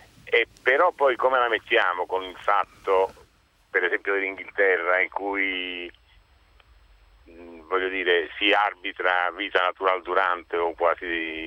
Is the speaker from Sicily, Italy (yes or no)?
no; Naples, Campania, Italy; Io sono di Napoli, quindi qui a Napoli